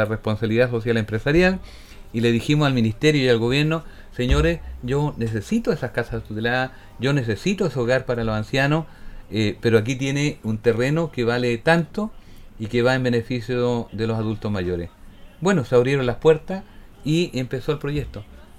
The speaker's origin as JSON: {"language": "Spanish", "country": "Chile", "said": "Porque lo dije antes, somos todos chilenos."}